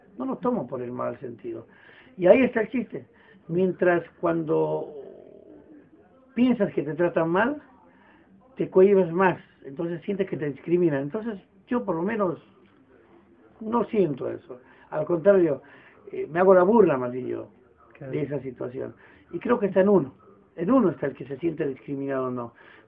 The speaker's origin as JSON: {"language": "Spanish", "country": "Bolivia", "said": "yo me siento boliviano, pero no me siento discriminado, al contrario, soy orgulloso."}